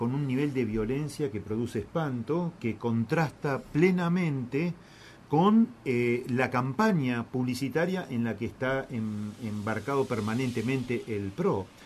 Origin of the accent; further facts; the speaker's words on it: Buenos Aires, Argentina; todas las expectativas que nosotros como porteños podemos tener